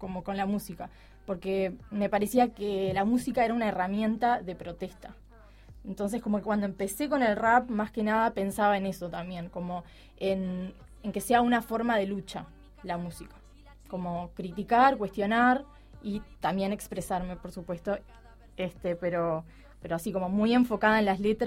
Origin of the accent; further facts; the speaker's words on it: Chuy, Rocha, Uruguay; Yo soy de Chuy, soy de la frontera, entonces siempre como que chupé mucha música brasilera.